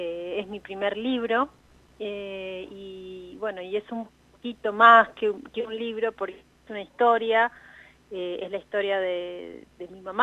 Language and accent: Spanish; La Plata, Buenos Aires Province, Argentina; born there; now in La Pampa, Argentina; Nosotros estábamos separadas porque yo vivo en La Pampa hace 20 años y ella, bueno, nosotros nacimos en La Plata, ella estaba en La Plata.